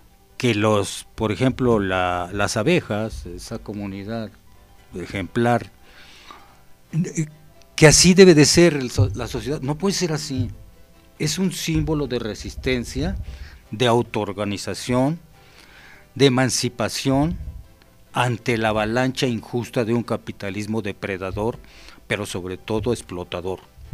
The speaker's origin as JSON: {"language": "Spanish", "country": "Mexico"}